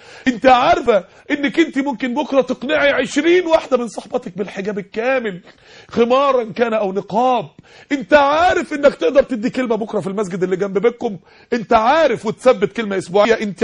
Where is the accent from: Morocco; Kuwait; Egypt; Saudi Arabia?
Egypt; عندنا في مصر 16 مليون عانس ومطلقة